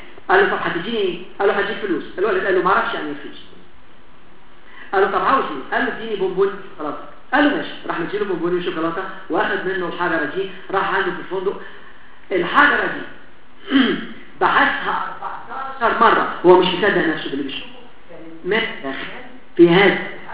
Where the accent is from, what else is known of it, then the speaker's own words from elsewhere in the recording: Alexandria, Alexandria Governorate, Egypt; عارف عندنا في اسكندريه